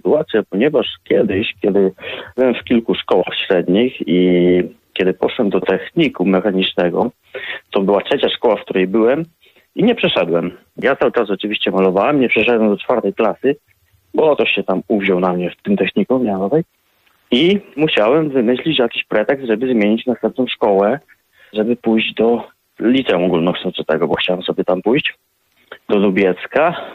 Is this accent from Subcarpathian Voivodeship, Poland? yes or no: yes; Krzywcza, Subcarpathian Voivodeship, Poland; Tak, jestem ze wsi, tutaj stąd, w Krzywczy. Tutaj się urodziłem, urodziłem się w Krzywczy, ale mieszkam w Krzywczy cały czas. I wróciłem do moich rodzinnych stron po studiach zaraz w Krakowie.